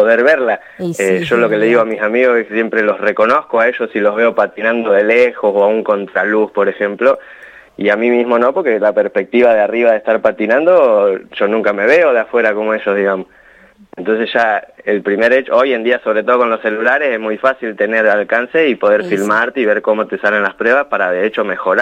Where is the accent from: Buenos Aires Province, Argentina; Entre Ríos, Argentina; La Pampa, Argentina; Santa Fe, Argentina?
La Pampa, Argentina; General Pico; Había hecho algunas en General Pico, de donde yo soy oriundo